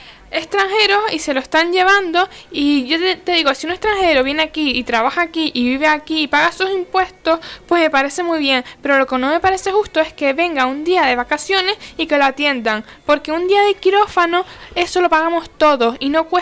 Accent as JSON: {"language": "Spanish", "country": "Spain", "said": "quienes lo están pagando somos nosotros los españoles."}